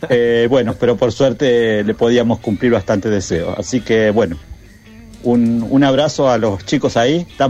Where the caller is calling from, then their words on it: Berazategui, Buenos Aires Province, Argentina; Hola, buenas noches.